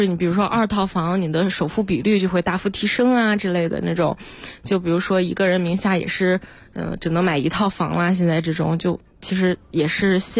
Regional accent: Jinan, Shandong, China; 因为我老家是济南的嘛，现在也是

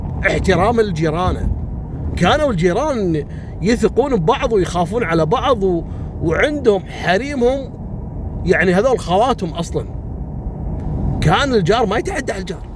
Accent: Kuwait; فكان هالنظام هذا حتى عندنا في الكويت ترى أول، يعني في أول التسعينات وقبل في الثمانينات

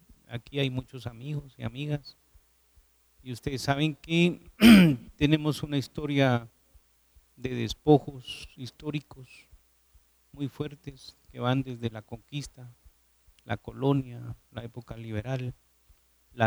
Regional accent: Guatemala; somos ciudadanos guatemaltecos.

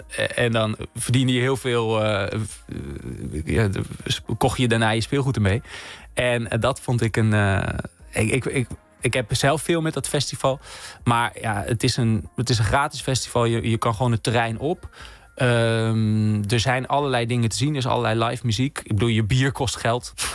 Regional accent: Groningen, Netherlands; Omdat ik kom uit Groningen en ik woonde in een wijk vlak naast het Noorderplantsoen.

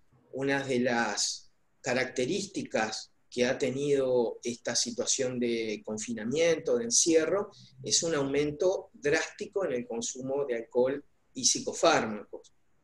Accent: Paysandú, Uruguay; cuando me vine a vivir a mi ciudad natal, a Paysandú

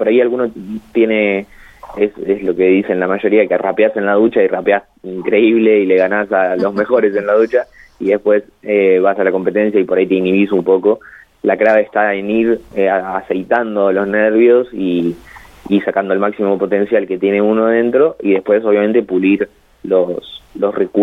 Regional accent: La Pampa, Argentina; Sabemos que somos de La Pampa, que es una provincia que, si bien está muy bien posicionada a nivel nacional, es chica

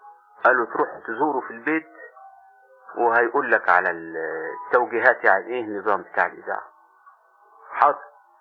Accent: Upper Egypt, Egypt; فرجعت إلى بلادي الصعيد، وبعدين قلت إن شاء الله سأزور القاهرة مرة أخرى وأزور أهل البيت. فجيت سن يعني بعدها بسنة تقريبا، كان سني 18 سنة أو 19

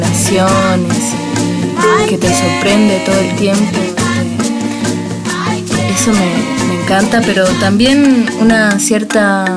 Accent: Bariloche, Río Negro, Argentina; also born or lived in Santa Marta, Colombia; años de mi vida era campo, era selva, pero de muy chica mis papás se viajaron con la familia hacia acá, hacia Bariloche, así que la otra mitad de mi infancia la pasé en Bariloche.

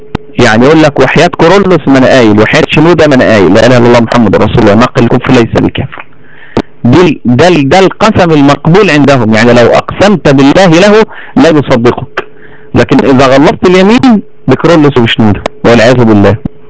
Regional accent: Egypt; واحنا عندنا في مصر هنا

